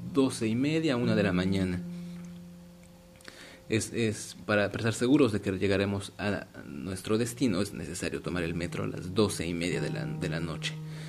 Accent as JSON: {"language": "Spanish", "country": "Mexico", "said": "que yo los vi un poco diferentes en cuanto a México, que es de donde yo soy"}